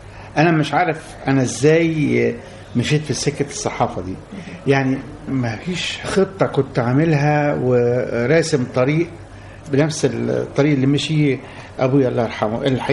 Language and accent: Arabic; Egypt; moved away as an adult; لأن أنا سافرت من مصر بعد ما أديت الخدمة العسكرية بتاعتي، سافرت من مصر عشان أشتغل في الخليج،